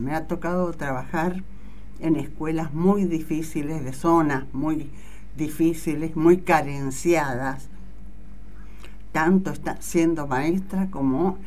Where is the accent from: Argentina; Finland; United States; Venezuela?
Argentina; Romang, Santa Fe; also born or lived in Buenos Aires; me crié, viví mi niñez, mi juventud en Román. Pueblo ahora está hermoso. Era hermoso antes porque era el pueblo que quería